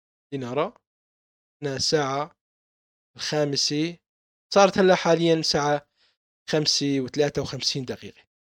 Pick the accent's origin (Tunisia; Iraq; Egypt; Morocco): Iraq; Baghdad, Baghdad Governorate; born there; لمعلوماتك أنا من مواليد 1974، ولدت في بغداد الحبيبي